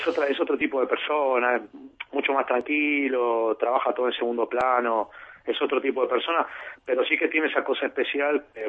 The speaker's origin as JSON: {"language": "Spanish", "country": "Argentina", "said": "Es una cosa horrible, pero para mí es así, para casi todos los argentinos."}